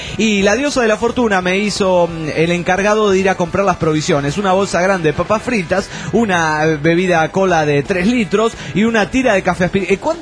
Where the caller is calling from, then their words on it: Tucumán, Argentina; de Tucumán.